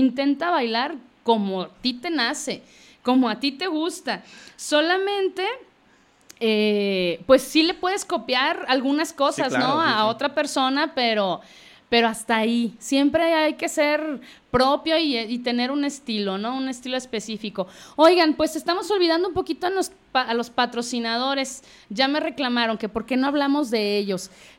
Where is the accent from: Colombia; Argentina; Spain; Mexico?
Mexico; No sé por qué como mexicanos siempre dejamos todo para el final.